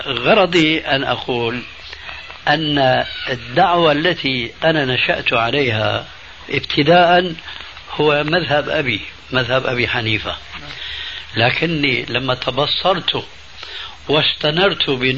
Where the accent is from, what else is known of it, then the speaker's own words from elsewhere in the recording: Damascus, Damascus Governorate, Syria; فكما يقولون عندنا في دمشق الشام بساط أحمدي